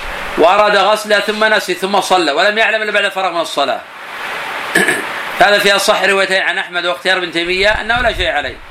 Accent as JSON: {"language": "Arabic", "town": "Buraydah", "region": "Al-Qassim", "country": "Saudi Arabia", "tie": "born or raised there", "said": "الناس عندنا في البلد عندنا في بريدة خاص يسمونه برج"}